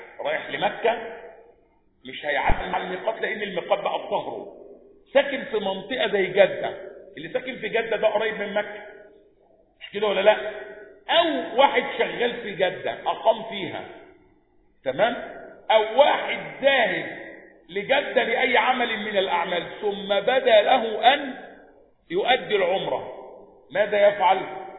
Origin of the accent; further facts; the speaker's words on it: Egypt; الباسبور اللي معايا مصري يبقى معنى كده إن أنا أجي أعدي على ذي الحليفة أقول له لا لا أنا مش من أهل المدينة أنا من أهل مصر.